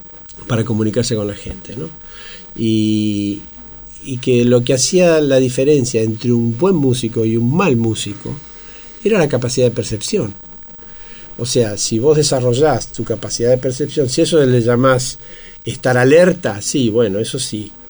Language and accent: Spanish; Argentina; Bueno, soy argentino.